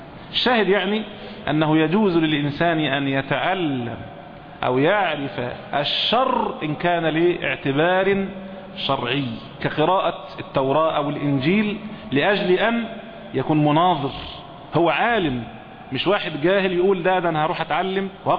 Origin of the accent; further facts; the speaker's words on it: Egypt; يعني عندنا في مصر هنا مثلا